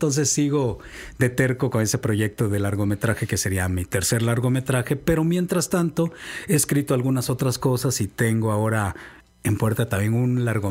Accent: Cardel, Veracruz, Mexico; born there; also born or lived in Sonora / Baja California; now in Xalapa, Mexico; yo soy muy vecino, soy de Cardel, entonces nunca viví en el estado realmente, vivimos en el norte, en Sonora, en Baja California, mucho tiempo, pero ahora que ya estoy por acá

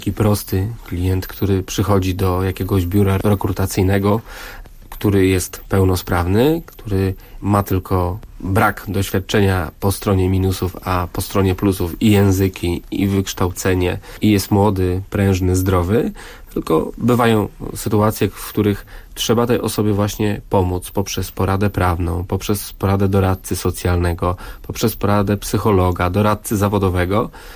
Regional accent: Ciechanów, Masovian Voivodeship, Poland; Sam jestem z Ciechanowa, z miasta, w którym się urodziłem, skończyłem szkołę

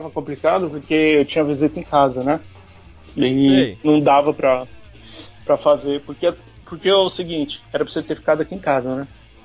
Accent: São Paulo, Brazil; born there; now in São Vicente, Brazil; São Vicente. Mas nasci em São Paulo, né? Capital.

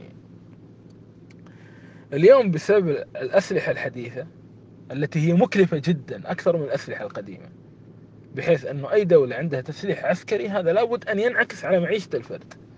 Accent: Kuwait; اليوم أنا أعطيكم مثال عن هذا بلدنا الكويت

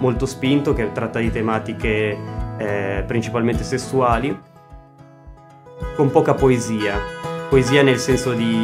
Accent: Erba, Lombardy, Italy; a Erba, perché io sono originario di Erba, sono nato.

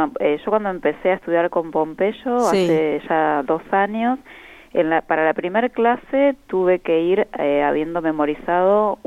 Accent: La Pampa, Argentina; nosotros los que somos de la Pampa

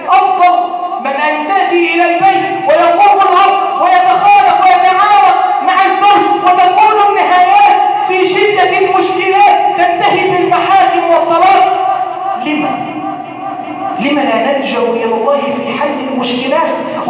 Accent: Egypt; اللهم ارزق بلادنا مصر الأمن والأمان،

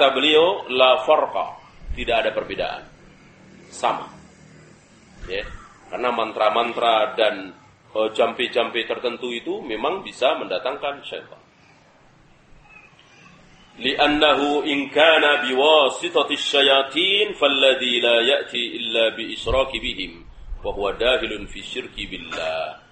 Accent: Java, Indonesia; Segala apa kita orang Jawa sendiri nggak tahu

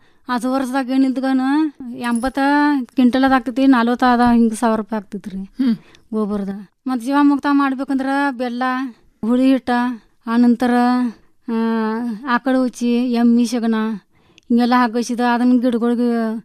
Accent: Ramahonnapur, Karnataka, India; ತಾಲೂಕಾ ಆಳವಾಡ್ರಿ, ಜಿಲ್ಲಾ ಧಾರವಾಡ, ಮುಕಾಂ ಪೋಸ್ಟ್ ರಾಮಹೊನ್ನಪುರ್ರಿ.

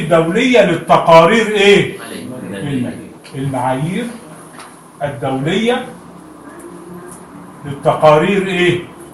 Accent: Egypt; من القديم حتى عندنا في مصر

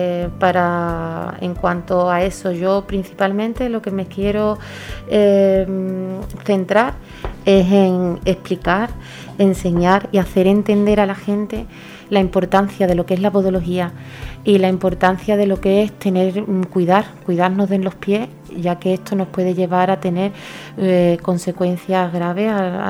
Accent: Gelves, Andalusia, Spain; yo soy de Gelves de siempre, nativa de aquí. Estoy muy contenta con mi pueblo, trabajo en mi pueblo

